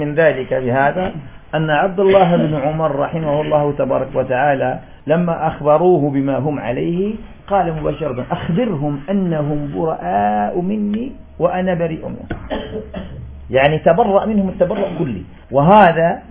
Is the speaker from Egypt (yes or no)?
no; Algeria; والله نجد مثل هذا عندنا في الجزائر